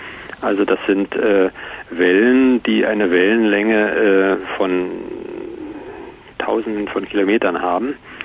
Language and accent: German; Berlin, Germany; wenn man in einer Stadt wie Berlin wohnt, wo ich herkomme